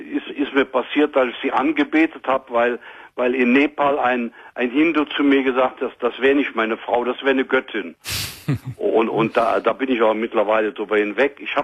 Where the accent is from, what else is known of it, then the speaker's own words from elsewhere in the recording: Cologne, North Rhine-Westphalia, Germany; aber als Kölsche Jung habe ich sehr viel Freunde